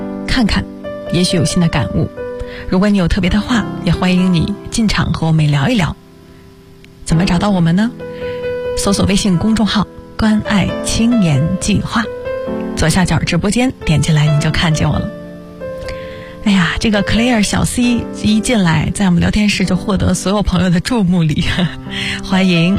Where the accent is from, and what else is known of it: China